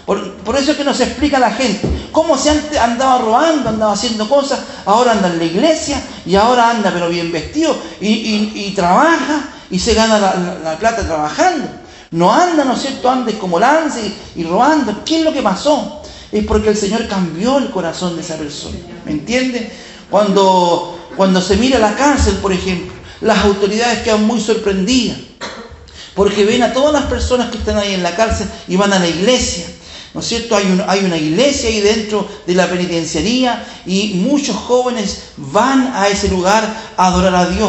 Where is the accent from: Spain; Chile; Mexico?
Chile; Si yo soy chileno, ¿qué tenemos que ver con los argentinos?